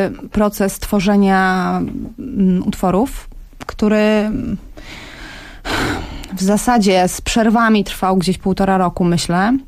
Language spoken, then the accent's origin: Polish; Warsaw, Masovian Voivodeship, Poland; ja z Warszawy